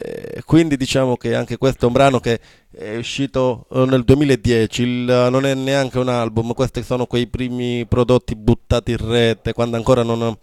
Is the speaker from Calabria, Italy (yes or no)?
yes; Calabria, Italy; La brutta realtà, diciamo, della nostra Calabria